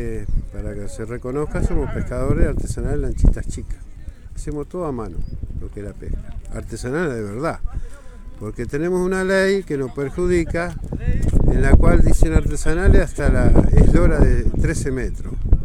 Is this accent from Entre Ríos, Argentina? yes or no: no; San Clemente, Buenos Aires Province, Argentina; Somos de San Clemente. De San Clemente